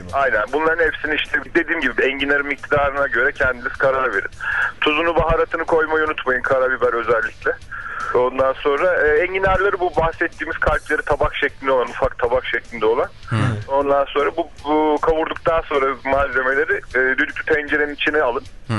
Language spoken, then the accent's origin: Turkish; Ankara, Turkey; Ben Ankaralıyım.